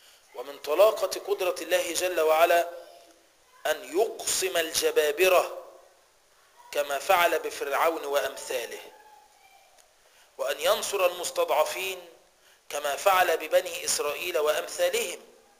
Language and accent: Arabic; Egypt; خلينا نتكلم على اللي عندنا في مصر